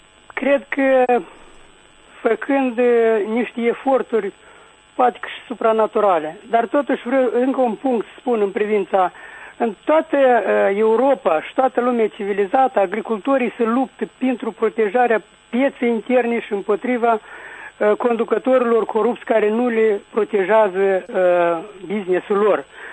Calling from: Chișinău, Moldova; de la Chișinău.

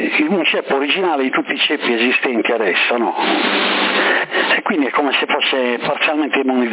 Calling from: Sassari, Sardinia, Italy; qua tutti hanno avuto il Covid a Sassari

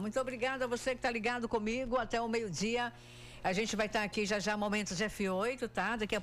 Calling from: Campo Maior, Piauí, Brazil; de Altos, sou de Campo Maior, mas hoje estou aqui visitando

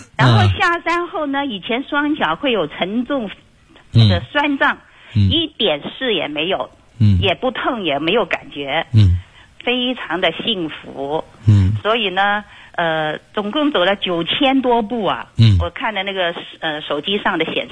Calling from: Guangzhou, Guangdong, China; 我是广州的学生。

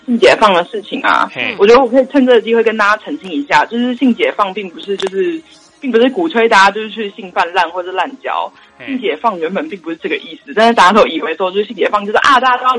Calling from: Taichung, Taiwan; 我是台中的虚皮。

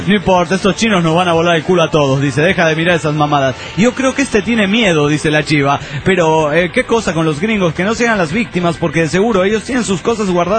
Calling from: Trujillo, La Libertad, Peru; de Trujillo, Perú.

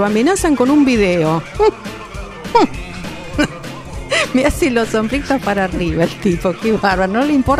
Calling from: Berazategui, Buenos Aires Province, Argentina; de Santa María Berazategui, barrio que he frecuentado muchísimo

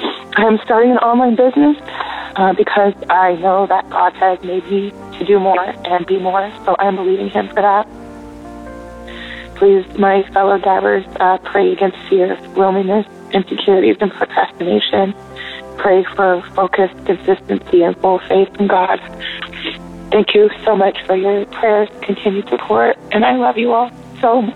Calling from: Oregon, United States; I'm calling from Oregon.

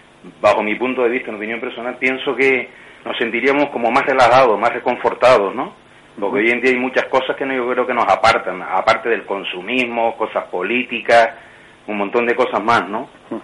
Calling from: La Orotava, Canary Islands, Spain; llamo de La Rotava, Tenerife.

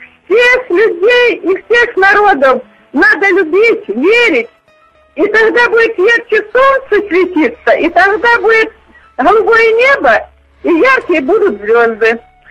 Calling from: Voronezh Oblast, Russia; Я звоню из Воронежской области.

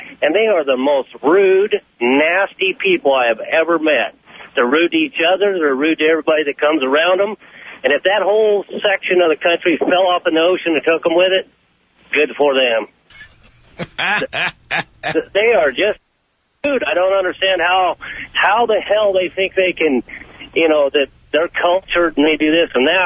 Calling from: Oregon, United States; Hey, I'm from Oregon, and I used to long-haul truck drive.

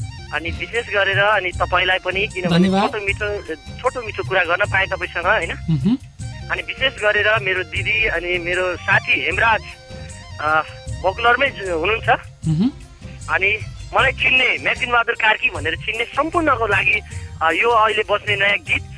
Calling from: Ratnanagar, Bagmati, Nepal; अब निकै गर्मी छ, चितवनको गर्मी अब सहन नसक्ने

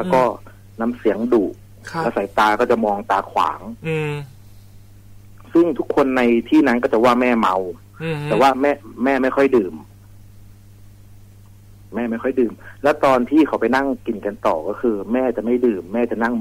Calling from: Nakhon Ratchasima, Thailand; โคราชครับ

